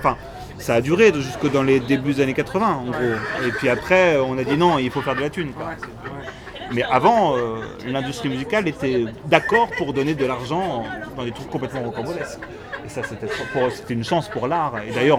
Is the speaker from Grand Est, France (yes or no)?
no; Hauts-de-France, France; Oui, je suis du Nord, ouais. On parle comme ça dans le Nord.